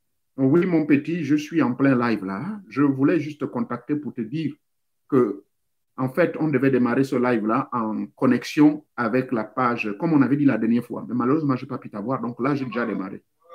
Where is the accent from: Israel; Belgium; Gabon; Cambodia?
Gabon; Lambaréné, Moyen-Ogooué; Et chez moi, à Lambaréné